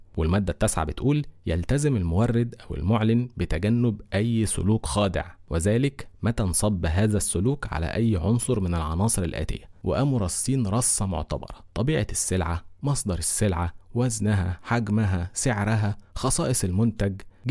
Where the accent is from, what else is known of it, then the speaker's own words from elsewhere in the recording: Egypt; عندنا في مصر قانون حماية المستهلك